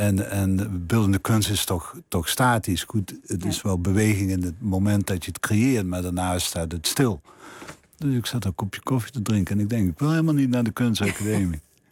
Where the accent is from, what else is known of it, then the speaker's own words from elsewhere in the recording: Limburg, Netherlands; accent: Limburgish; als ik mijn mond opende en ze mijn Limburgse accent hoorden.